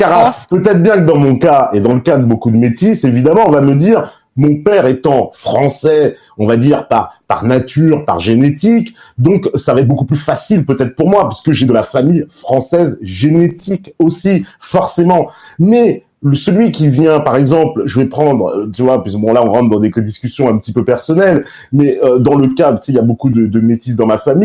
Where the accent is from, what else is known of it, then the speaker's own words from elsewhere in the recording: France; born there; parce que j'habite en France, parce que je suis né en France